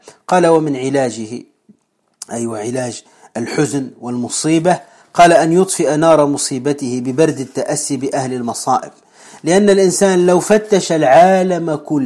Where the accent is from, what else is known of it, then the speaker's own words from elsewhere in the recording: Tunisia; وكما نقول عندنا في تونس في مثل معروف